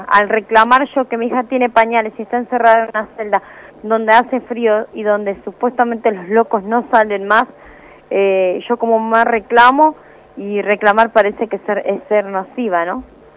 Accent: Burzaco, Buenos Aires Province, Argentina; nosotros somos de Bursaco, Almirante Brón.

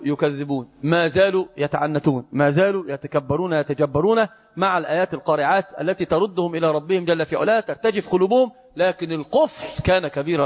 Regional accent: Egypt; هو ما زال طريح الفراش محنط عندنا في مصر

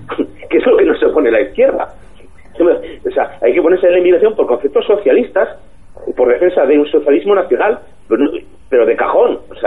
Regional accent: Spain

